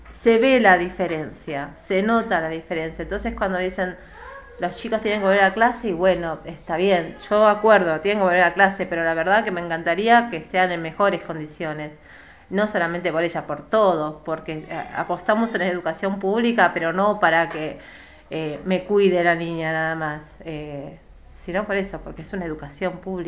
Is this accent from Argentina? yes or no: yes; Merlo, Buenos Aires Province, Argentina; Yo soy de Merlo